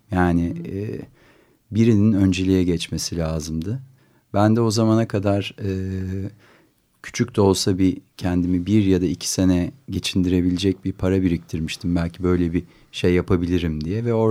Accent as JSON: {"language": "Turkish", "region": "Istanbul", "country": "Turkey", "tie": "born or raised there", "also_born_or_lived": "United States", "said": "Ben de İstanbul'da yaşamayı, burada üretmeyi buradaki hayatı tekrar tanımayı, çünkü buralıyım ben, burada doğdum, burada büyüdüm, liseyi burada okudum. Yani 10 senelik bir Amerika dışında kendi şehrimde var olmayı, en azından bunu bir denemeyi istedim ve bu nedenle döndüm."}